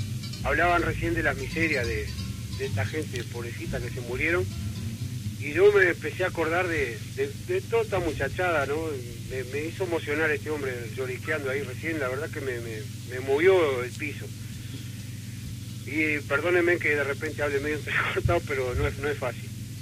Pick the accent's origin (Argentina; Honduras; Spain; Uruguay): Uruguay; Yo también soy uruguayo, ¿no? Yo también soy uruguayo